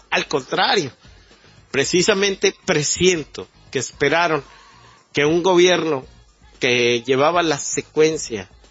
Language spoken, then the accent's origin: Spanish; Mexico; realmente mostró su faceta desfavorable para todos como mexicanos, ¿no?